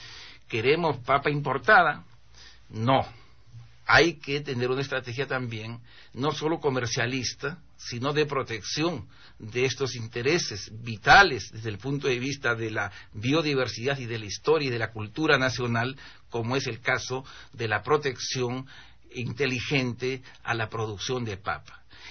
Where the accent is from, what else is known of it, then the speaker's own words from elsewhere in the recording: Peru; Yo soy un ciudadano peruano.